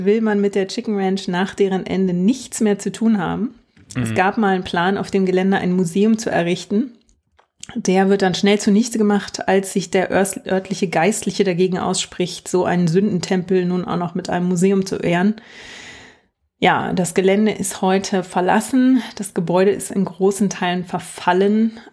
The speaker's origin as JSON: {"language": "German", "region": "East Germany", "country": "Germany", "tie": "born there", "said": "Ich bin ziemlich ohne Disney aufgewachsen. Ich bin ja noch im Osten geboren"}